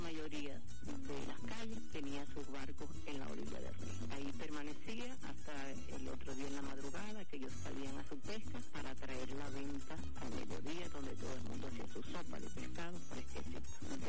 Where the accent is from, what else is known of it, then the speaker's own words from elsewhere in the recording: Palotán, Anzoátegui, Venezuela; born there; Nací en Palotán, 1945. En mi memoria tengo muchos recuerdos y anécdotas de mi comunidad.